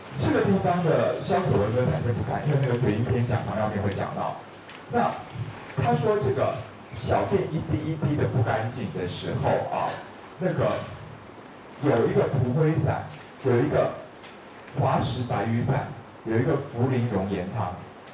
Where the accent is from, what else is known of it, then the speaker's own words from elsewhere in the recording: Taiwan; 耷拉是你们大陆人讲法，我们台湾人说耷而已。